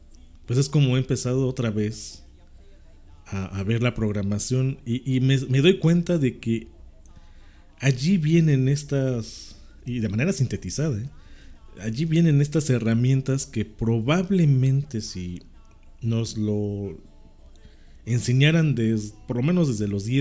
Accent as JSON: {"language": "Spanish", "country": "Mexico", "said": "no lo digo yo como mexicano, lo dicen extranjeros que vienen a México."}